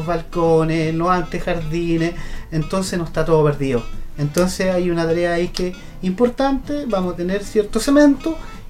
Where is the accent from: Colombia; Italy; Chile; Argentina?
Chile; Concepción, Biobío; Yo soy de Nonguén y como no era del campo